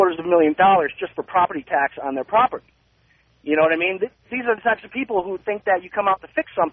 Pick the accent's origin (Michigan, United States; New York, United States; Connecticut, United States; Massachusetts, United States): Connecticut, United States; now in Los Angeles, United States; I'm from Connecticut, and I've lived in the Valley about 9 months. And I'll tell you what, I left there because I can't stand it there.